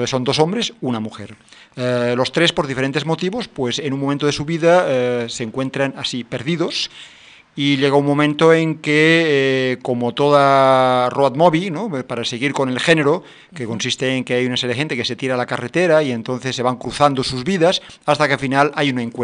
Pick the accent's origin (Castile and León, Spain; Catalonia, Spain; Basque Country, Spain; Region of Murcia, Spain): Catalonia, Spain; Barcelona; moved away; con este apellido creo que está claro que vengo de Barcelona, pero bueno, llegué aquí en el año 73, o sea que hace ya unos cuantos añitos.